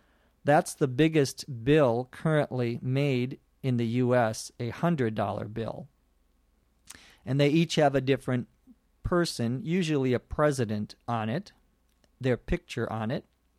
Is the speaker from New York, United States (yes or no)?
no; Los Angeles, California, United States; from Los Angeles, California, on ESL Podcast.